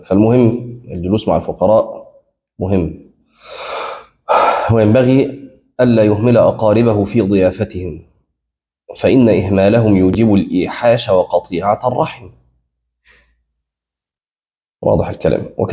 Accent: Egypt; وأظن إن إحنا عندنا في مصر في بعض الأماكن ممكن ده تلاقيه

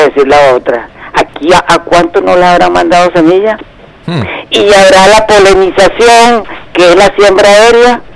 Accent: Venezuela; estamos en Venezuela, hermano

